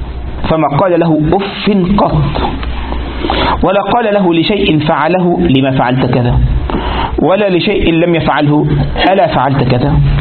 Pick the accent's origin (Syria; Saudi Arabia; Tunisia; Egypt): Egypt; وعندنا في مصر وقد يكون في بعض البلدان أيضا